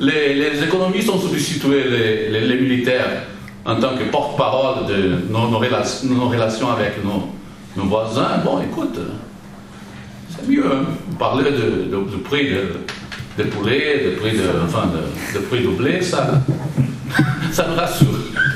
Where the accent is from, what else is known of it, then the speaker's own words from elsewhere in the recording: Brazil; French is a second language; je suis du Brésil, donc je vous parle à partir de l'Amérique du Sud.